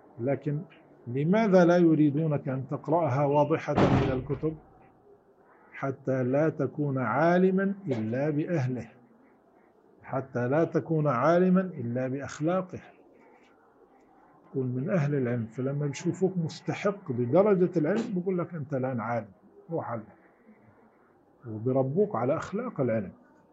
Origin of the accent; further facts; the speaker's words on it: Syria; عندنا في سوريا يسموها سكملة مثلا